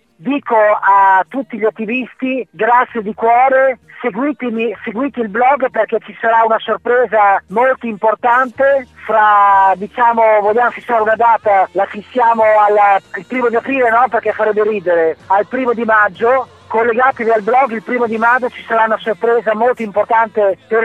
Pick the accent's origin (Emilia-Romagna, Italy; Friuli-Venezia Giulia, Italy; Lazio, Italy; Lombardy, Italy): Emilia-Romagna, Italy; dobbiamo essere orgogliosi non solo come emiliano romagnoli ma come italiani